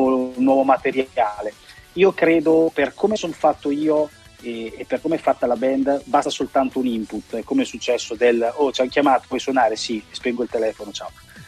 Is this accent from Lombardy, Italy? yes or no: no; Rimini, Emilia-Romagna, Italy; Vi invidio, sinceramente, da riminese, la vostra radio è una radio che io ho sempre apprezzato da anni e anni e anni